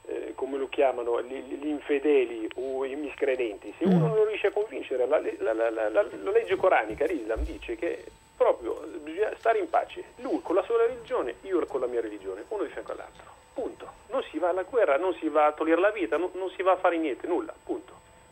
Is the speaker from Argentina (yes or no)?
no; Morocco; now in Italy; Io sono di origine marocchina